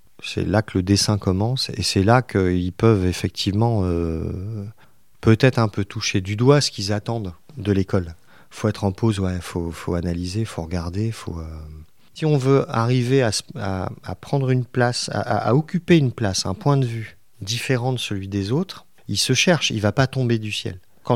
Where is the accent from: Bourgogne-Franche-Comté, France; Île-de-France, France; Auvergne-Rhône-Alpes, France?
Île-de-France, France; Paris; born there; Moi, je suis né à Paris, mais toute ma famille, père et mère, sont de la région, en fait.